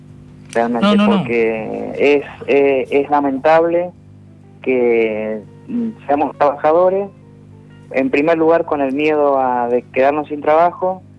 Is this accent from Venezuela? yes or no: no; Mendoza, Argentina; Yo soy de Mendoza y pudimos en esta provincia el 4 de abril pasado realizar una marcha multitudinaria